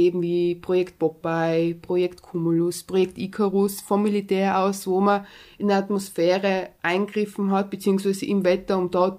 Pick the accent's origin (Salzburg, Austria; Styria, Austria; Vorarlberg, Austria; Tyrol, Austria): Tyrol, Austria; born there; Also ich bin in Tirol geboren, ich bin jetzt 30 Jahre alt